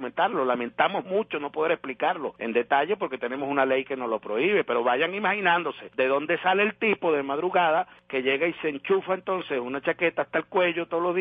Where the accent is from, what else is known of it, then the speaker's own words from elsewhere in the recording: Venezuela; nos dignifica como venezolanos